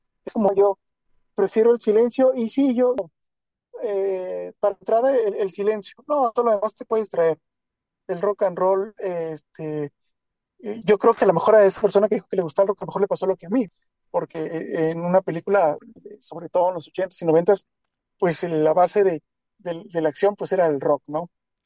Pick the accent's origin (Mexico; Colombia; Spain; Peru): Mexico; Chihuahua; yo soy de Chihuahua, México, y acá cuando yo estaba en la secundaria, hace bastante tiempo, 97 por ahí